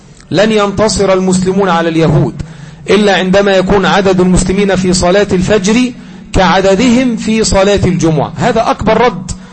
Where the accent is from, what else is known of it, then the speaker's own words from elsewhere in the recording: Egypt; وكذلك أن بلادنا مصر ما زالت لها عهد معهم